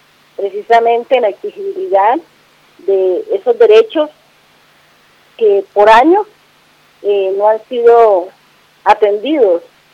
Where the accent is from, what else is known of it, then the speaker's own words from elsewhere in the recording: Arenal, Bolívar, Colombia; now in Bogotá, Colombia; Pues yo soy de Arenal Sur de Bolívar y mi domiciliaria está en la ciudad de Bogotá, es de polo a polo, bastante distante.